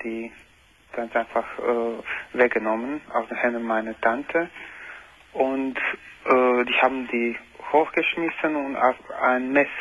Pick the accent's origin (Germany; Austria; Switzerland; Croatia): Croatia; Ich komme aus Kroatien, Ex-Jugoslawien.